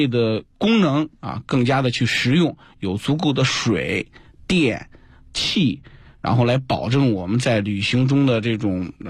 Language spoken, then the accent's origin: Chinese; China